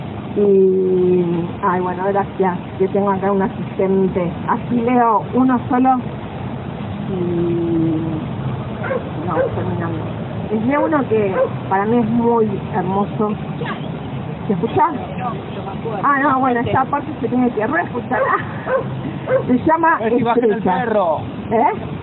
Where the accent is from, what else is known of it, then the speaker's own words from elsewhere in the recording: Berisso, Buenos Aires Province, Argentina; soy de Berisso, de una ciudad que queda ahí pegada a La Plata.